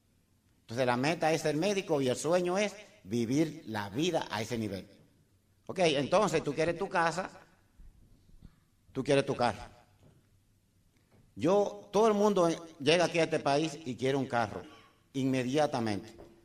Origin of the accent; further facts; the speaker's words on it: Dominican Republic; Y hice una compañía en mi país. Llegué a ingeniero como una meta para vivir. Yo quería vivir en Arroyo Hondo, el sitio más exclusivo en República Dominicana, y lo logré.